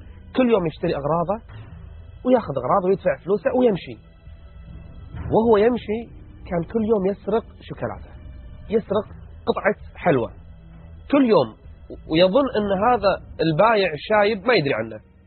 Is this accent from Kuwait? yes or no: yes; Kuwait; 45,000 فقط يدخلون عندنا في الكويت